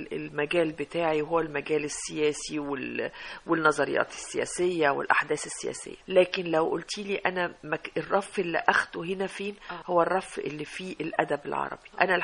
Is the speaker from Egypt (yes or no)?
yes; Egypt; زي ما احنا يا مصريين بنقول لك ايه،